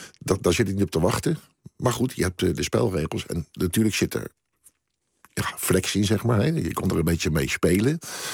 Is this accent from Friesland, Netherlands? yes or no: no; Scheveningen, South Holland, Netherlands; Ja, dat zat gewoon bij ons in Scheveningen zijn zo.